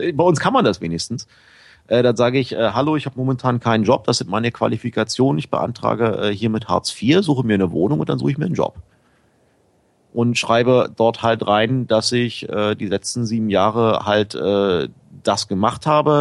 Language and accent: German; Berlin, Germany; Der erste Umzug war ich komme eigentlich aus Berlin-Pankow. Und der erste Umzug war von Berlin-Pankow nach Charlottenburg, weil ich in Wilmersdorf einen Job hatte damals.